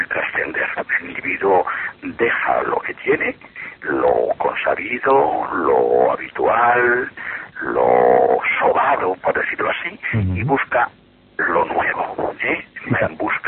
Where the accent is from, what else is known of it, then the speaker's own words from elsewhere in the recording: Vigo, Galicia, Spain; born there; yo soy, nací en Vigo, y soy por tanto gallego y no ejerzo mucho de gallego, pero vamos, me gusta mucho mi tierra.